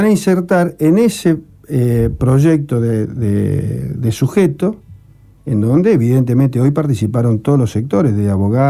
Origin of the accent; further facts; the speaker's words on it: Rosario, Santa Fe, Argentina; moved away; yo soy hijo de Rosario, hace muchos años que vivo afuera.